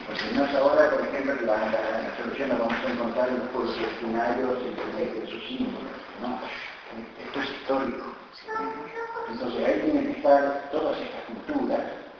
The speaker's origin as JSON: {"language": "Spanish", "country": "Argentina", "said": "Yo quiero afirmarme como sujeto argentino"}